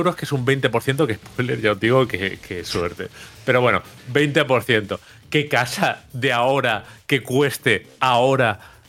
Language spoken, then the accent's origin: Spanish; Benidorm, Valencian Community, Spain; Yo soy de Benidorm y aquí siempre ha habido alemanes